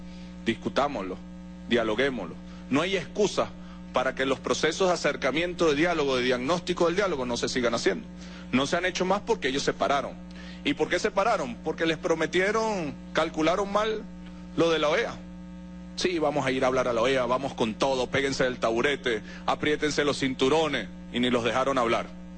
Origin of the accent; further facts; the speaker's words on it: Venezuela; no nos podemos permitir como venezolanos